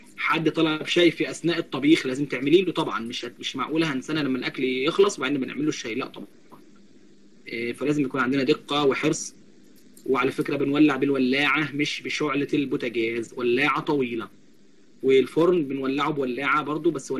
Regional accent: Sharqia Governorate, Egypt; انا من الشرقيه وهي من الغربيه

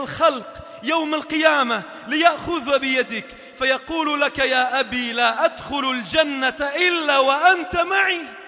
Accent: Sidon, South Governorate, Lebanon; الحمد لله بدأت تترقى عندنا في صيدا وفي لبنان

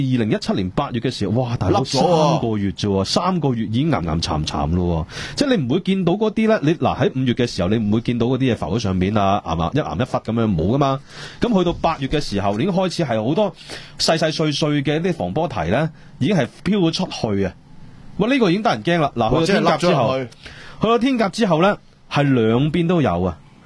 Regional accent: Hong Kong; 帮我哋香港人讲啲说话

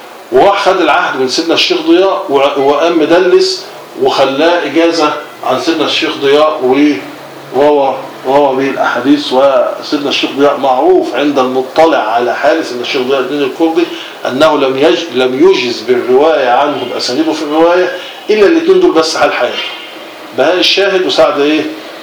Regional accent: Cairo, Cairo Governorate, Egypt; هو قاهري وانا قاهري، شبراوي وانا شبراوي.

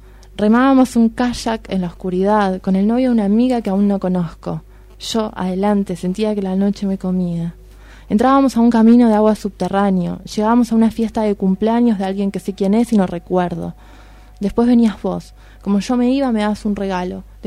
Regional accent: Punta Alta, Buenos Aires Province, Argentina; Y justo hoy fui a mi casa, yo soy de Punta Alta, y fui a la pieza que era mía

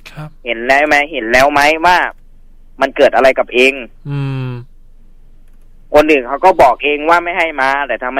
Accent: Saraburi, Thailand; ผมเป็นคนสระบุรีนะ

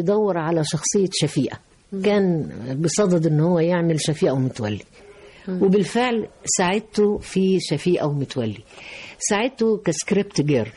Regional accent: Egypt; لكن في النهاية احنا بنحمل جوانا، انا مش عايز اقول الشركسي وإلى آخره، لكن عايز اقول ان انا مصرية 100%.

